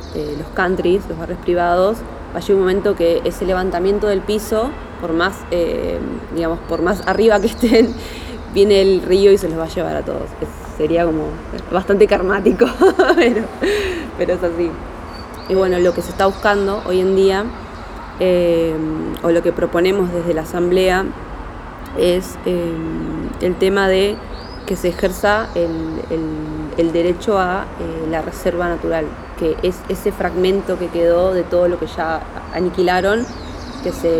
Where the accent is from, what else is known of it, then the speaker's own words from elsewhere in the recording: Berazategui, Buenos Aires Province, Argentina; soy ciudadana de Berazategui de toda la vida.